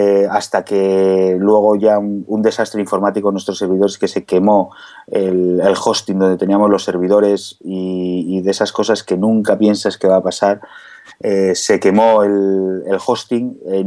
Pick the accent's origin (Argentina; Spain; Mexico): Spain; Ibiza, Balearic Islands; Nosotros somos de Ibiza, vivo en Ibiza